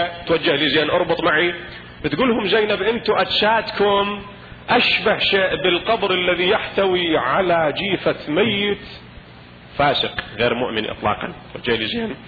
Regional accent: Iraq; البطيخ نسمي عندنا بالعراق مثلا الرقي

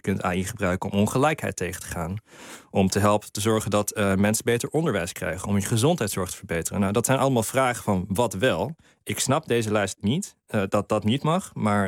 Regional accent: United States; Dutch is a second language; now in Netherlands; Ja, ik ben Amerikaans.

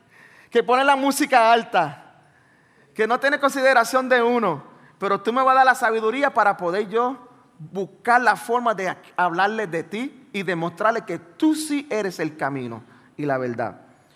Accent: Brooklyn, New York, United States; Donde yo fui criado en los Estados Unidos, en Nueva York, en Brooklyn. Y cuando llego allí, los muchachos, bueno, yo tengo 44.

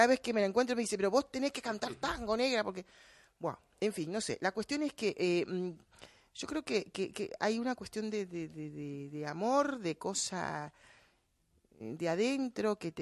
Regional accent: Costa Rica; Lo mismo si vas a Centroamérica, que es de donde yo soy también

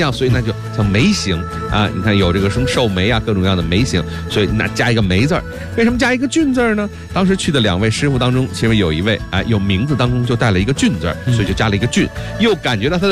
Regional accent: Beijing, China; 还跟咱们北京人离不开。

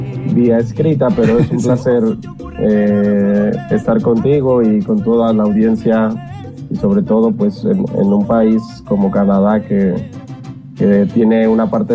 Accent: Mexico City, Mexico; now in Dominican Republic; Efectivamente, soy mexicano, mexicano del Distrito Federal

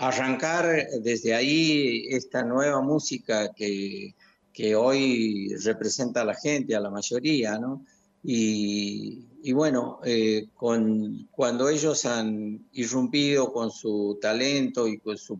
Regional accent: Santiago del Estero, Argentina; para representar a nuestro lugar, a nuestra provincia, a Santiago y a su gente, a su pueblo, ¿no? A mi pueblo

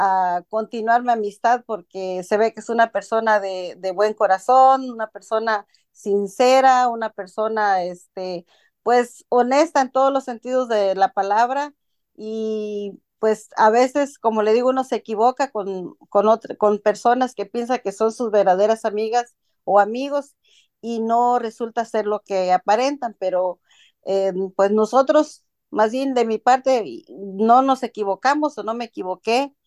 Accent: Guerrero, Mexico; soy de Guerrero, México.

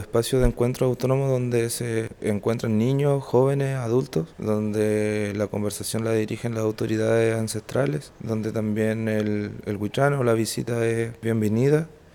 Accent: Ancud, Los Lagos, Chile; born there; educador tradicional de la escuela rural de Quilquico y nací en Ancud, en el sector de Pudeto Bajo.

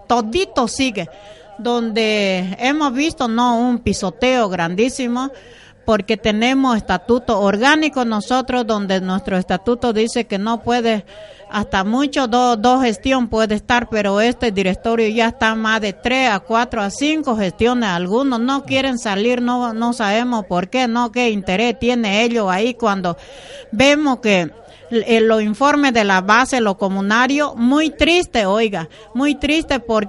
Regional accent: Bolivia; somos, sí, bolivianos también

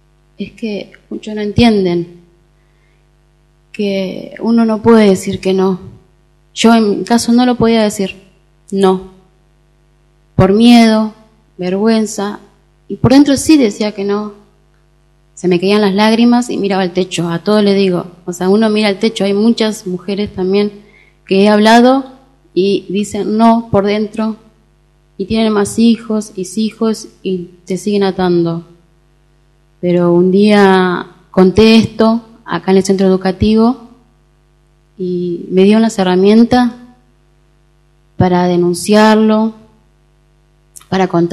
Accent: Entre Ríos, Argentina; moved away; poco contacto con mi familia, porque como me vine de Entre Ríos, estaba aislada de todo.

